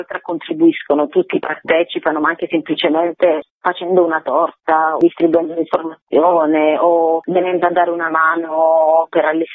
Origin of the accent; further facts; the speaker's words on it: Bari, Apulia, Italy; io, che sono originaria della Puglia, però di Bari